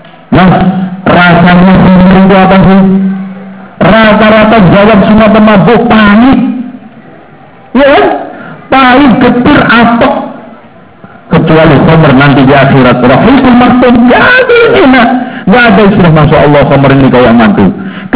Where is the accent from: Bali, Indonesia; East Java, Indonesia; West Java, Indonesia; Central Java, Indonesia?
East Java, Indonesia; Lamongan; di daerah Lamongan, daerah saya itu paling gak enak, Pak.